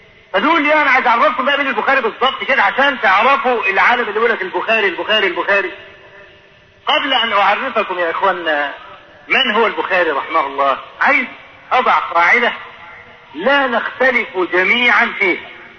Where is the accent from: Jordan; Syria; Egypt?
Egypt; ودرج عندنا في مصر هنا